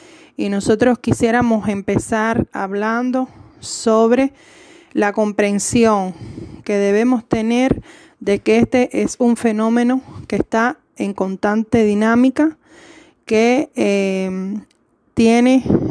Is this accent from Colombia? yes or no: no; Cuba; uno de los que participan en este diálogo en rebeldía desde nuestra Cuba querida.